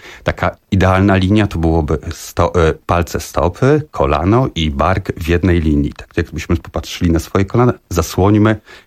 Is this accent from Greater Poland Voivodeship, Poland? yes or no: no; Warsaw, Masovian Voivodeship, Poland; No, od małego tak naprawdę. Zaczynałem tutaj u nas na Torwarze, tak, Stegny, więc to od małego, odkąd pamiętam tak naprawdę.